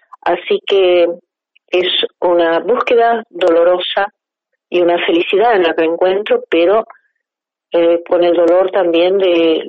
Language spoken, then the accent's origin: Spanish; Río Negro, Argentina; born there; Además tengo el orgullo de pertenecer a esa provincia, Río Negro. Soy nacida en el Alto Valle.